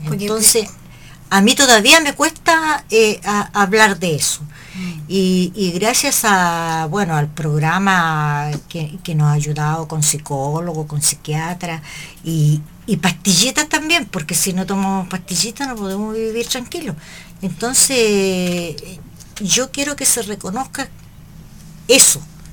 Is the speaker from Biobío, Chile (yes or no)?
yes; Hualpén, Biobío, Chile; Yo soy de Hualpén. Y en esos momentos yo era estudiante del liceo comercial en La Salina.